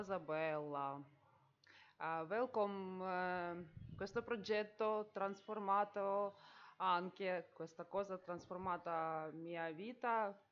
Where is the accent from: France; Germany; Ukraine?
Ukraine; Italian is a second language; now in Rome, Italy; Sono ucraina.